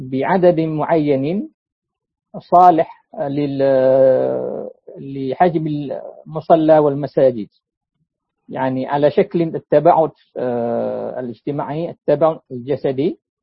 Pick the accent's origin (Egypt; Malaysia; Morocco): Malaysia; منذ أن أصاب هذا الوباء في بلادنا ماليزيا منذ أربع أشهر في مارس